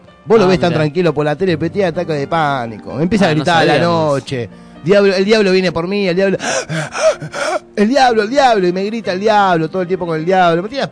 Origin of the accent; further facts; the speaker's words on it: Pontevedra, Buenos Aires Province, Argentina; Yo soy de Buenos Aires